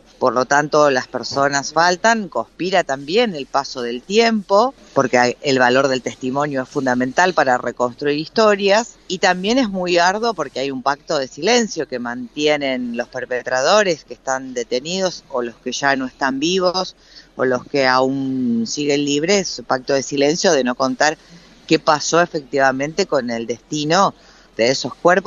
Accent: Argentina; lo que nos pasó como argentinos

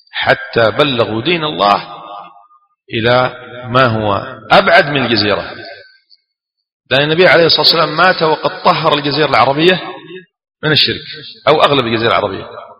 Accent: Aden, Yemen; كما يقولون عندنا في عدن

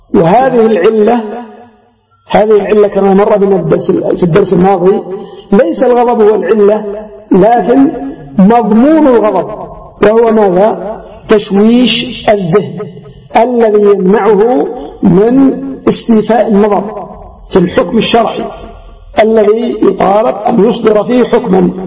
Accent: Yemen; وعندنا في اليمن على سبيل المثال الزواج المبكر

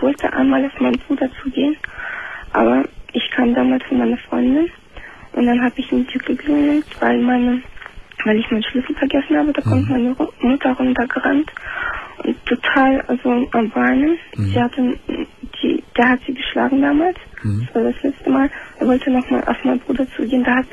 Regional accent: Ukraine; now in Germany; Aus Ukraine.

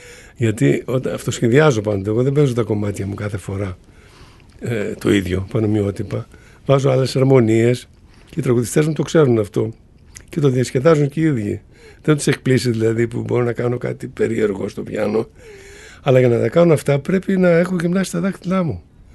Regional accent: Macedonia, Greece; είμαι Μακεδόνας, ας πούμε, γνήσιος Μακεδόνας, έτσι. Φαίνεται από τη φυσιογνωμία μου.

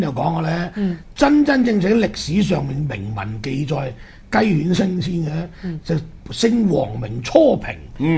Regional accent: Hong Kong; 又我哋香港人要捐錢重建翻

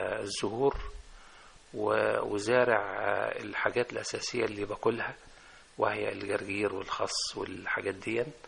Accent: Egypt; وهذه الفرق كانت بتدور عندنا في الريف

